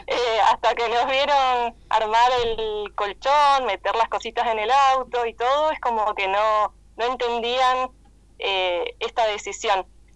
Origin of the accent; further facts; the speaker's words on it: Brandsen, Buenos Aires Province, Argentina; now in Neuquén, Argentina; yo soy de Bransen, de Buenos Aires